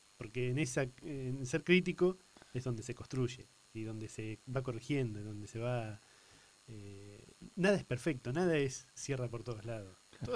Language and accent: Spanish; Tandil, Buenos Aires Province, Argentina; Soy de Tandil, mi señora vivió en Gardey